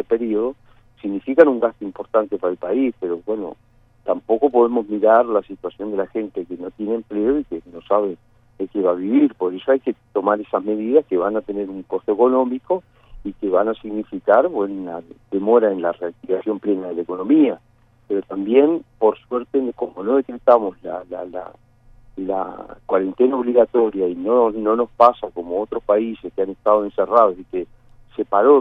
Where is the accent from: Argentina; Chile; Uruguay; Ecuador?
Uruguay; nos hace sentir muy orgullosos como uruguayos